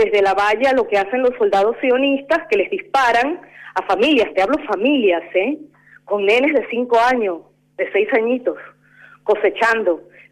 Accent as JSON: {"language": "Spanish", "region": "Buenos Aires", "country": "Argentina", "tie": "born there", "said": "Yo soy de Argentina, nací en Buenos Aires, viví mucho tiempo en el extranjero, pero me siento argentina"}